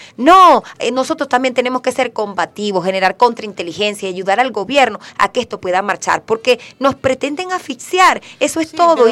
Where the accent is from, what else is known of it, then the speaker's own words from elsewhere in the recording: Venezuela; nosotros tenemos que organizarnos como venezolanos y venezolanas